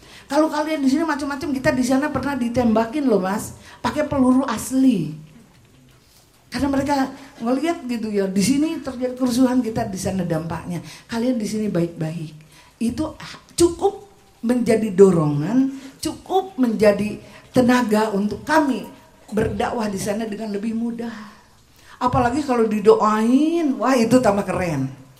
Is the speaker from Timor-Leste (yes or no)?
no; Australia; Indonesian is a second language; saya ini orang asing. Saya ini paspornya biru. Saya orang Australia, tapi wajah Indo.